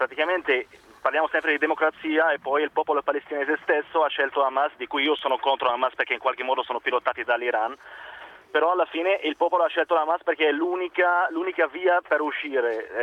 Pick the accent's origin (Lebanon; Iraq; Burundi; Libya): Lebanon; Beirut, Beirut Governorate; Italian is a second language; now in Milan, Italy; Sono del Libano, Beirut, e sono qui in Italia da 7 anni.